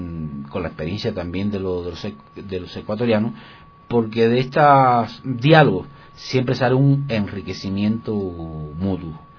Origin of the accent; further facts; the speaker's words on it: Cuba; Bueno, surjo y vengo, pues, de Cuba. Y dentro de Cuba, del centro de la isla, es de una zona montañosa.